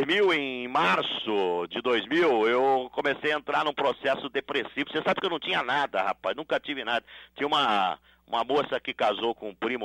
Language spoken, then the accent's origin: Portuguese; Sorocaba, São Paulo, Brazil; born there; eu nasci em Sorocaba, rapaz, uma cidade, uma família simples